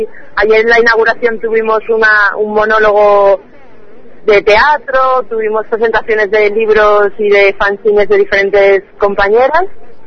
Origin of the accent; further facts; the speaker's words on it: Spain; moved away as an adult; now in Colombia; yo soy del Estado español y vivo en Colombia desde hace 2 años.